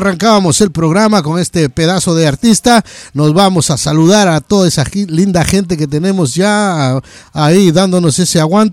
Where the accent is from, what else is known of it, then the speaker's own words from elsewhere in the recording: Ecuador; y allá en mi tierra querida, Ecuador